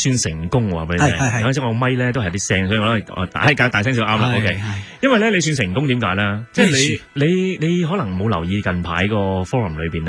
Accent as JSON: {"language": "Cantonese", "country": "Hong Kong", "tie": "born or raised there", "said": "但係我啊真係土生土長喺香港咧，由咁多年嚟去到今時今日咧，2009年咧"}